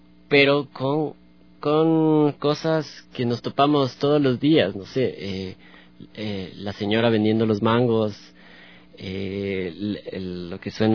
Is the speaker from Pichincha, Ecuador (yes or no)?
no; Tulcán, Carchi, Ecuador; Yo vengo de Tulcán, de la provincia del Carchi, entonces vengo de otros aires, de otra información, claro.